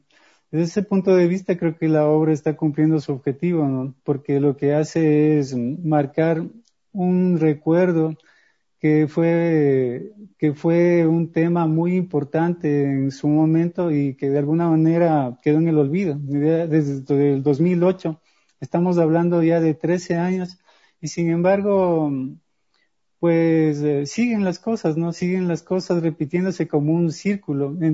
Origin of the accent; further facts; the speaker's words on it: Ecuador; no sé si sea solo yo como escritor ecuatoriano, pero mis obras generalmente ganan polvo